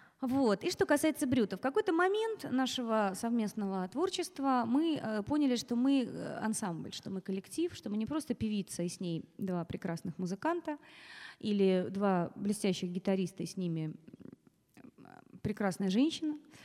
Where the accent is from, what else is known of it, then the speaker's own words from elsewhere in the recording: Smolensk, Smolensk Oblast, Russia; Я родилась в городе Владивостоке, в семье актеров, и очень много переезжала по стране, выросла, в конце концов, в Смоленске, он же считается моим родным городом.